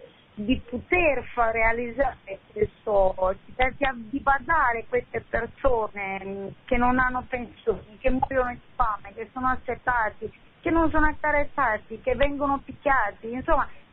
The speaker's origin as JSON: {"language": "Italian", "country": "Romania", "lives_now": "Bologna, Italy", "said": "io sono romena"}